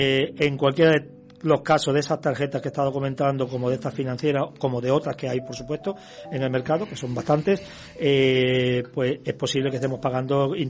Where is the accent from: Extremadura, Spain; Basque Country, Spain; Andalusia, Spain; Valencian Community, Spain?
Extremadura, Spain; Badajoz; moved away as an adult; nací y soy de Badajoz, de Extremadura. Uh-huh. Y hace unos 5 años que salí